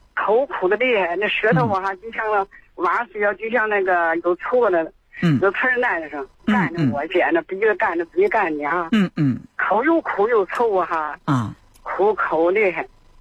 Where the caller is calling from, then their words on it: Dandong, Liaoning, China; 我是丹东的